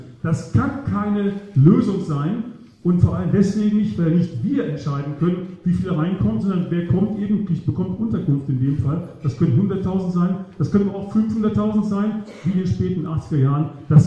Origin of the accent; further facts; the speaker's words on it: Chemnitz, Saxony, Germany; in Chemnitz war das, also wo ich herkomme aus Sachsen im Augenblick.